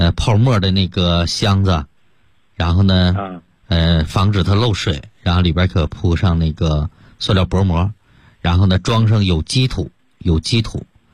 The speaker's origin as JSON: {"language": "Chinese", "country": "China", "said": "让我们中国人呢 可以说真正的扬眉吐气了啊"}